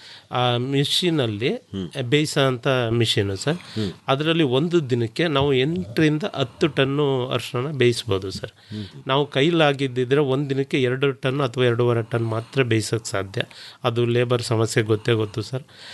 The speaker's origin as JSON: {"language": "Kannada", "town": "Haradanahalli", "region": "Karnataka", "country": "India", "tie": "born or raised there", "said": "Sir, Haradanahalli, Chamarajanagar ಪಕ್ಕ, ಒಂದು 6 kilometre ಇದೆ ಸರ್."}